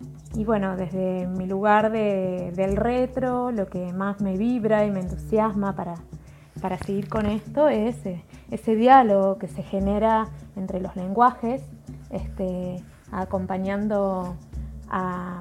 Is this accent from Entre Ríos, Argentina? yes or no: yes; Concordia, Entre Ríos, Argentina; now in Paraná, Argentina; soy de Concordia, pero vivo en Paraná hace muchos años.